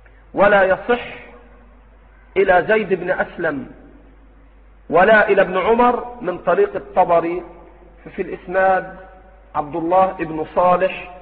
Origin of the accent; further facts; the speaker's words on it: Egypt; في مثل بلدنا مصر